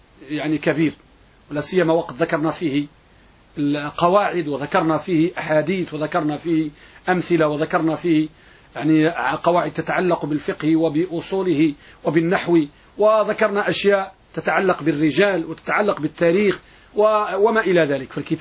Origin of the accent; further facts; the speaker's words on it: Morocco; النساء عندنا بالمغرب